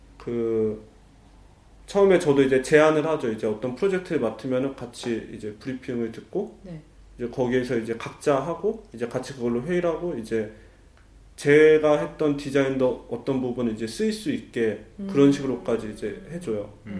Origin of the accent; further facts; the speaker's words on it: South Korea; moved away as an adult; now in Germany; 저는 이제 그 한국에서 왔고 이제 다른 문화 배경을 갖고 있어서